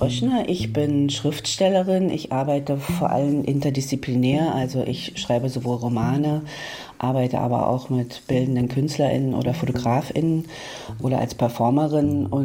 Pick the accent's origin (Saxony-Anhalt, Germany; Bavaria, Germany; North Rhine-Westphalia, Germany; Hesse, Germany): Saxony-Anhalt, Germany; Magdeburg; Ich komme aus Magdeburg.